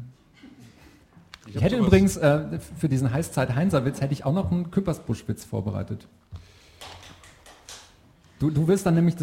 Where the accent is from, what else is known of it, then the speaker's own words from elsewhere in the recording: Dinslaken, North Rhine-Westphalia, Germany; ich bin in Dienstlaken aufgewachsen und das liegt so 500 Meter lang am Niederrhein